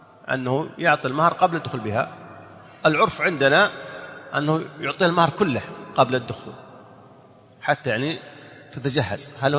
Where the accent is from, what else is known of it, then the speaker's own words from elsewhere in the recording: Saudi Arabia; هو توفي عندنا في السعودية